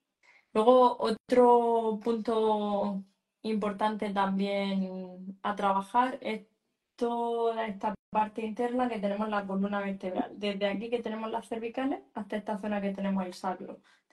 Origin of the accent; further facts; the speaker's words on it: Murcia, Region of Murcia, Spain; Me preguntan por aquí en Murcia. Sí, precisamente soy de Murcia. Mañana viajo a Madrid, 4 días a trabajar, pero soy de Murcia.